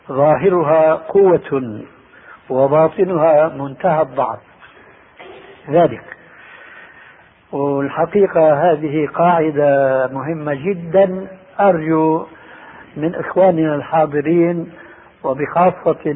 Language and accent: Arabic; Syria; عندنا في الشام يسمى المقدمة بالتذكير